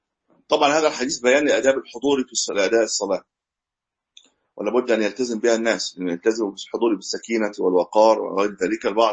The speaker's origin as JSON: {"language": "Arabic", "country": "Egypt", "said": "ليست عندنا في مصر، في بعض البلاد يقيموا من غير ميكروفون"}